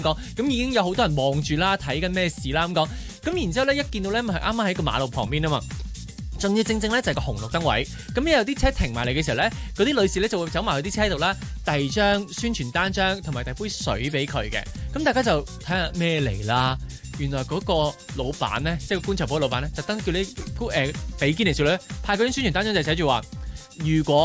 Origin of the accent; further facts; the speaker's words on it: Hong Kong; 我哋香港人